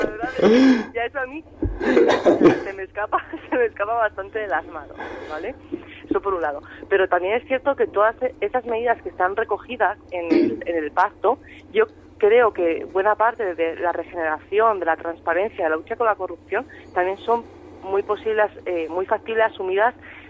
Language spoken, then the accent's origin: Spanish; Spain; Como española y como votante